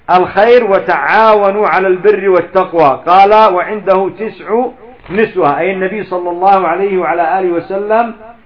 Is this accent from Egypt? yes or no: no; Yemen; لأن عندنا في اليمن يقول فلان ذهب حارم أو فلان حارم